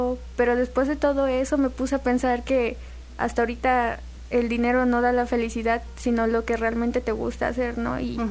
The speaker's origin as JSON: {"language": "Spanish", "town": "Coatepec", "region": "Veracruz", "country": "Mexico", "said": "Yo quiero concentrarme en ayudar a las personas de mi ciudad, de mi pueblo, de Coatepec."}